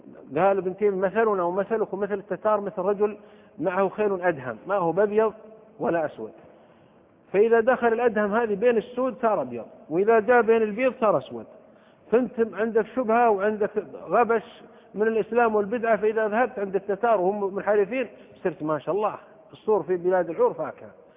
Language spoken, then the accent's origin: Arabic; Saudi Arabia; في بلدة عندنا في السعودية كان ينبهون على الناس